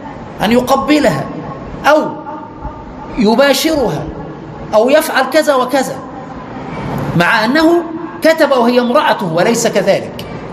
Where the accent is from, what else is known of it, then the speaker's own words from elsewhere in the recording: Egypt; يعني عندنا في مصر يعقدوا خلاص، خد سمة الزواج